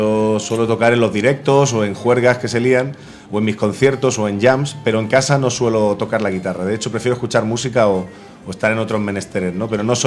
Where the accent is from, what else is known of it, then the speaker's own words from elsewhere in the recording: Santa Coloma de Gramenet, Catalonia, Spain; Sí, soy catalán de Santa Coloma de Gramenet, soy internacionalista de Santa Coloma de Gramenet.